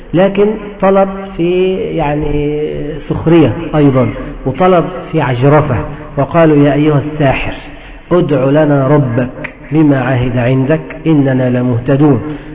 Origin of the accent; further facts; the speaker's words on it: Egypt; نهر النيل عندنا في مصر